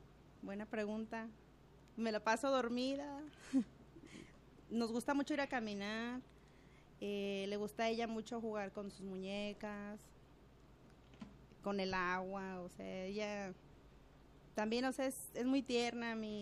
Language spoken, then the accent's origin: Spanish; Guadalajara, Jalisco, Mexico; Pues soy de Guadalajara.